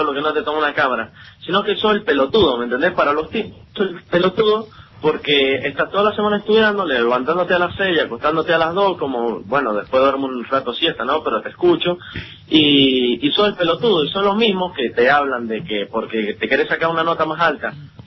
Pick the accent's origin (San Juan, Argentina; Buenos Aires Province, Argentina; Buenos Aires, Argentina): San Juan, Argentina; now in La Rioja, Argentina; Pero soy de San Juan.